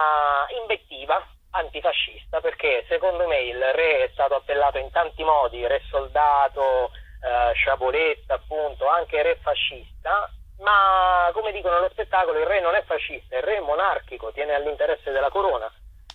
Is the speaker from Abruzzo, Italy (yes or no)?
yes; Chieti, Abruzzo, Italy; per un altro spettacolo incentrato sulla storia della mia città natale di Chieti